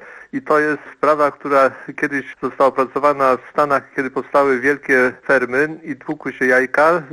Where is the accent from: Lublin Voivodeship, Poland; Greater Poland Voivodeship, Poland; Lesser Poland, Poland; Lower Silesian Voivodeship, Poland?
Greater Poland Voivodeship, Poland; Poznań; No ja jestem towaroznawcą z Poznania, także wiem to na pewno.